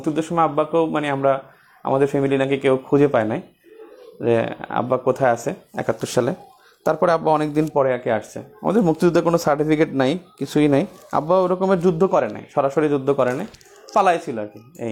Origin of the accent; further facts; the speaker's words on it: Char Biswas, Barisal Division, Bangladesh; also born or lived in Bauphal; জায়গা ছিল চর বিশ্বাস, নাম শুনছেন, এটা পটুয়াখালী জেলার মধ্যে চর বিশ্বাস নামে একটা জায়গা, ওই জায়গা আমাদের বাড়ি ছিল। এখন আমাদের বাড়ি হলো মানে ভিতরে আরও বাউফলে